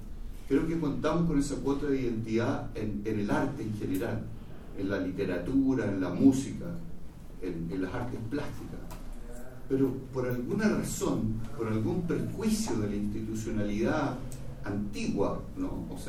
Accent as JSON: {"language": "Spanish", "country": "Chile", "said": "necesitamos realmente afianzarnos con identidad como chilenos en el mundo de la globalización"}